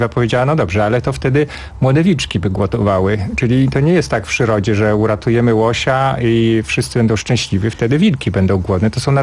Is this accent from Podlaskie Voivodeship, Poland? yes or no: yes; Podlaskie Voivodeship, Poland; Tak, pochodzę z Podlasia i wciąż chętnie tam wracam i wciąż uważam, że Podlasie, ten mój region rodzinny, gdzie się wychowałem, ma niezwykły urok.